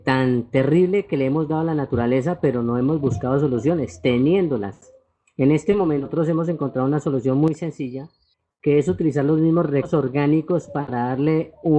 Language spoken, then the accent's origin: Spanish; Fusagasugá, Cundinamarca, Colombia; nosotros somos de Fusasugá